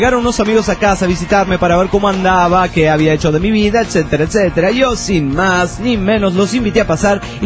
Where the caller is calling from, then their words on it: Toluca, State of Mexico, Mexico; Hola, ¿cómo están? … de Toluca, México.